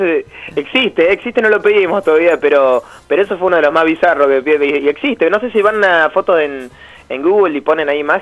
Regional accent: Buenos Aires Province, Argentina; pero somos de Zona

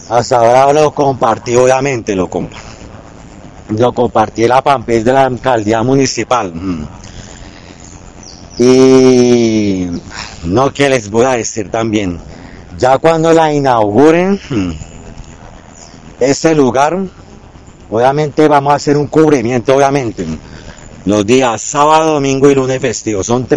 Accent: Bogotá, Bogotá Capital District, Colombia; born there; now in Choachí, Colombia; no soy de Choachí, nací en Bogotá y vivo acá en Choachí desde hace, ahorita ya en octubre, ya para 7 años.

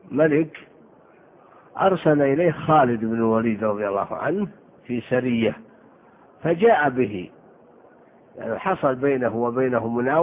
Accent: Saudi Arabia; دومة الجنة هذه بلاد في الجوف عندنا في الشمال

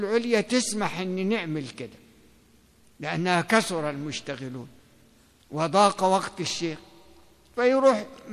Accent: Egypt; مش عشان هو مصري وأنا مصري

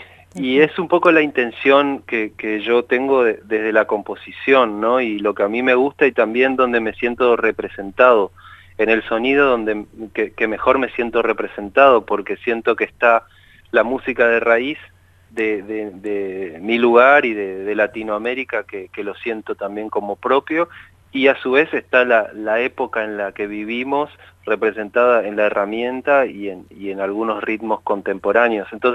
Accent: Chaco, Argentina; moved away as an adult; Yo fui a estudiar música a Córdoba cuando tenía 18 años. Yo soy del Chaco.

